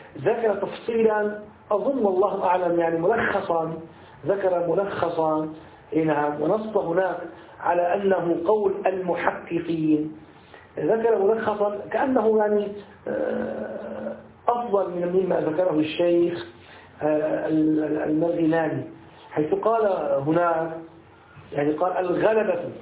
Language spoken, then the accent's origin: Arabic; Syria; أنا أذكر يعني أنني أدركت عندنا في الشام كانوا يستعملونها عوض عن الصابون